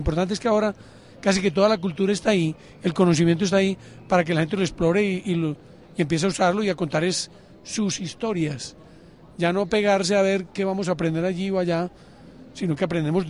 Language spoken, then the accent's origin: Spanish; Colombia; soy profesor de la Universidad de Bergen, pero vivo, soy colombiano y trabajo en un proyecto en Medellín.